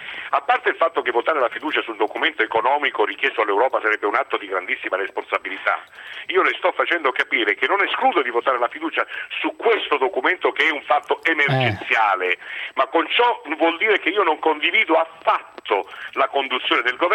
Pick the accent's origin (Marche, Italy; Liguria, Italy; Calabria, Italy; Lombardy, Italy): Calabria, Italy; in cui lamentavo il disastro compiuto nei confronti della mia terra, che è una terra devastata e soprattutto devastata dalla politica.